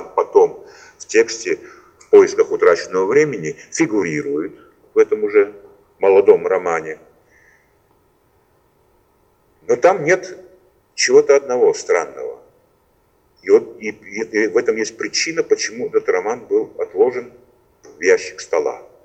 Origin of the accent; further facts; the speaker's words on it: Tbilisi, Georgia; почему по случайности библиотечных потоков в моем родном городе Тбилиси, именно когда я учил английский язык